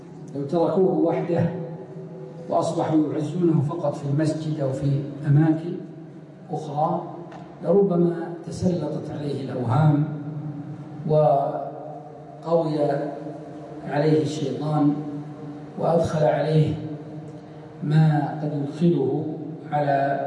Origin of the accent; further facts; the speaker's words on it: Riyadh Province, Saudi Arabia; من قديمه موجود عندنا في نجد